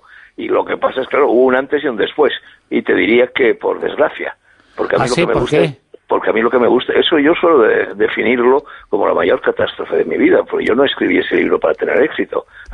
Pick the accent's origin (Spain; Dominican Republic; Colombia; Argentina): Spain; desde un punto de vista español aquí, en mi país